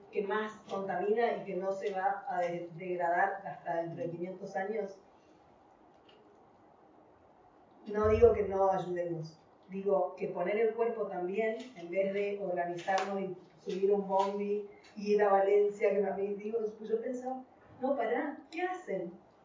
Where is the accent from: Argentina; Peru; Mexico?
Argentina; Chaco; now in Spain; Yo vengo de Argentina, el norte de Argentina, que sufre extractivismo todo el tiempo. Bueno, vengo de Chaco, que tiene como el último bosque nativo y que está siendo explotado.